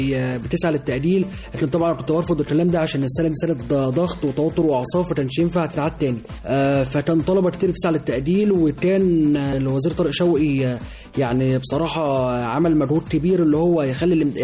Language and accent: Arabic; Egypt; اي واحد بيكون يعني من انا من مصر اهو يعني